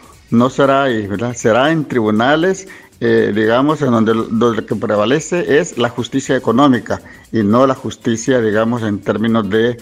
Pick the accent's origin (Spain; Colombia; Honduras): Honduras; como un derecho a la existencia que tenemos todos, como hondureños y hondureñas